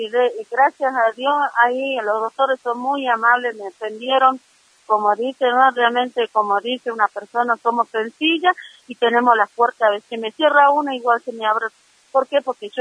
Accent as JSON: {"language": "Spanish", "town": "San Salvador de Jujuy", "region": "Jujuy", "country": "Argentina", "said": "me incriminaron porque soy de Alto Comedero"}